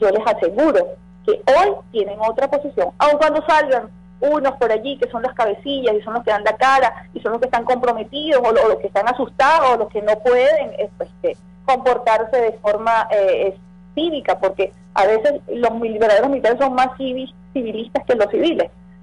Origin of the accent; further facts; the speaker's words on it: Venezuela; los grandes ganadores somos los venezolanos que queremos vivir en paz.